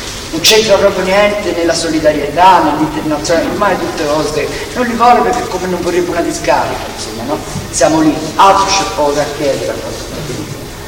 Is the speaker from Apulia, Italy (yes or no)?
no; Florence, Tuscany, Italy; tutti noi che siamo di Firenze, io ci ho lavorato a Sesto